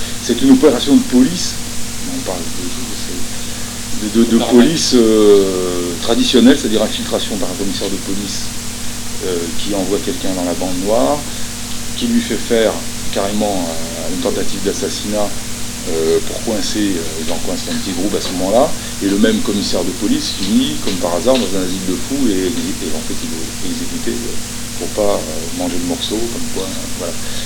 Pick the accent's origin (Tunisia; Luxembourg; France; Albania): France; Le Creusot, Bourgogne-Franche-Comté; also born or lived in Montchanin; Moi, je suis né au Creusot. Hein. Je suis né au Creusot, moi. Ouais, je suis creusotin.